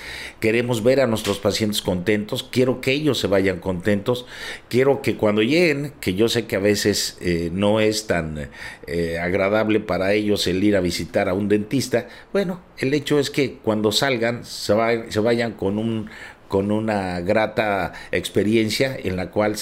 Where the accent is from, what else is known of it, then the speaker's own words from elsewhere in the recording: Mexico; moved away as an adult; yo hice un cambio en mi vida cuando me vine a vivir de México para acá